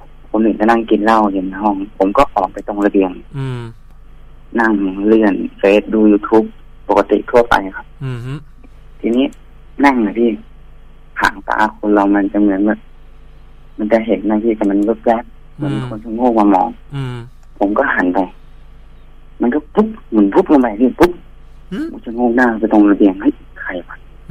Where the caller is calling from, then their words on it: Bangkok, Thailand; กรุงเทพครับพี่พระราม3